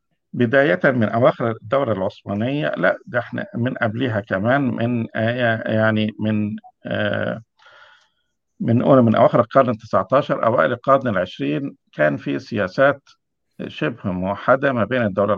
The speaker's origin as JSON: {"language": "Arabic", "country": "Egypt", "said": "يعني عندنا في مصر دلوقتي"}